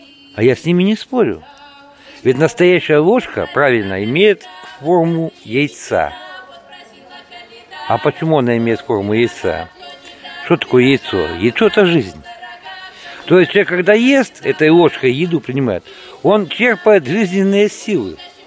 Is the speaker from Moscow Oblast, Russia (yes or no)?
yes; Istra, Moscow Oblast, Russia; born there; Я, в принципе, родился-то здесь, в Москве, в Истре. Так что, можно сказать, я москвич.